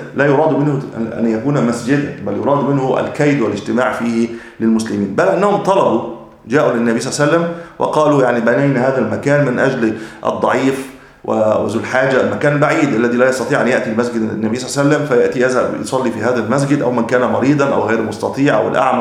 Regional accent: Egypt; وأجل ما يكون عندنا في مصر شم النسيم

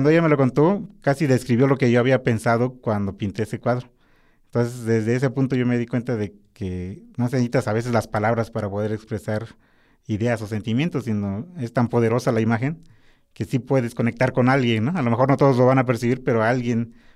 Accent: Oaxaca, Mexico; porque pues yo soy de Oaxaca, ¿no?

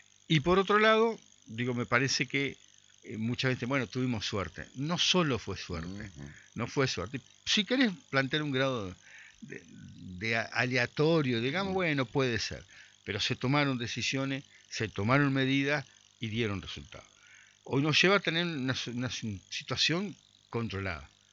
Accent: Concordia, Entre Ríos, Argentina; nosotros tenemos un tema como concorrienses, como entrerrianos, como argentinos

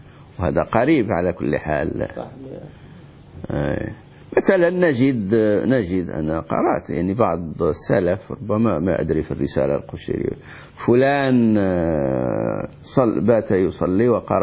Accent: Morocco; وإحنا عندنا في المغرب

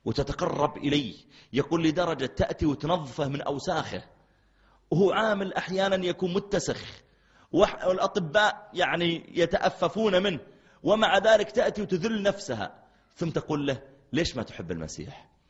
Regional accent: Mecca, Makkah Province, Saudi Arabia; قلت لا أنا من السعودية، أنا من مكة، تعرف مكة؟

